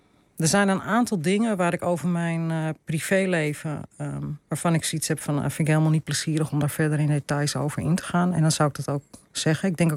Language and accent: Dutch; Amsterdam, North Holland, Netherlands; also born or lived in Purmerend; Ik ben opgegroeid voor een deel in Purmerend. En na de scheiding van mijn ouders ben ik opgegroeid in Amsterdam-Oost.